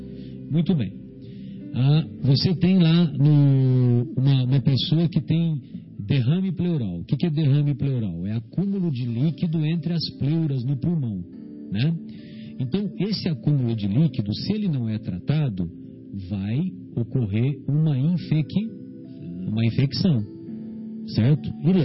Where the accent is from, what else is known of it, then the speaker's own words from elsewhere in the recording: São Paulo, Brazil; Que eu sou paulista